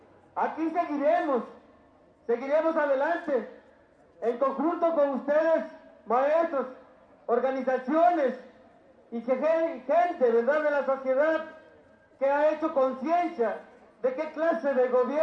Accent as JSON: {"language": "Spanish", "country": "Mexico", "said": "Entonces, señores, como mexicanos, pues nos corresponde estar ahí en la lucha con ustedes."}